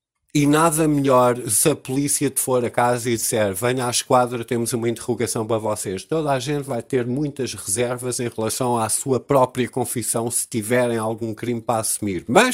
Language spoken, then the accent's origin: Portuguese; Portugal; nós como portugueses